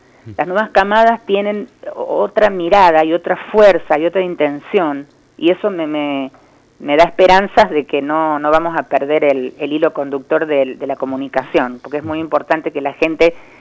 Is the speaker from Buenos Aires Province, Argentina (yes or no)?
no; Córdoba, Argentina; yo soy de Córdoba, nacida en Córdoba.